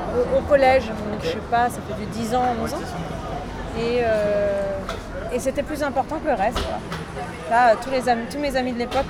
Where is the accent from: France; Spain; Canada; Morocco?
France; Paris, Île-de-France; Alors, je me permets de corriger, je suis vraiment originaire de Paris.